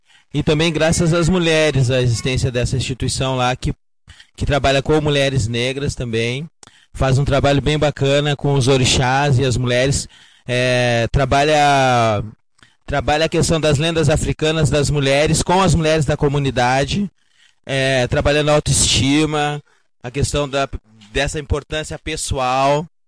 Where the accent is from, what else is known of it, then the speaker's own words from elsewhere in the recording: Rio Grande do Sul, Brazil; sou do Rio Grande do Sul